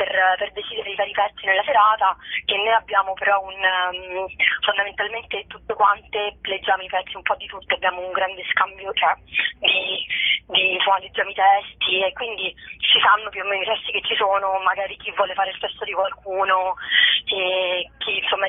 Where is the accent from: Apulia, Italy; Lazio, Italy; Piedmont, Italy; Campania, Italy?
Lazio, Italy; Rome; io sono romana